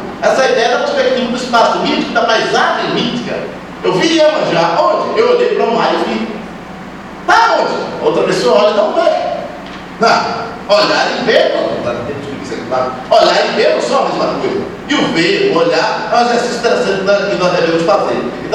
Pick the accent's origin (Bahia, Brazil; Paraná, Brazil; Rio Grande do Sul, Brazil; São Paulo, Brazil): Bahia, Brazil; estou falando de Salvador, e seu entorno imediato, né, como baiano